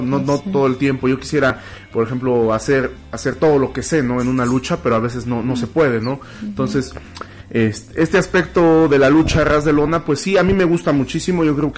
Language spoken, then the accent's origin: Spanish; Tulancingo, Hidalgo, Mexico; also born or lived in Cárdenas, Tabasco; Bueno, ahora sí que yo nací en Cárdenas, mis padres vivían allá, entonces por eso soy tabasqueño. Pero se podría decir que pues, básicamente mi sangre es de hidalguenses. Desde los 6, 7 años vivo en Tulancingo.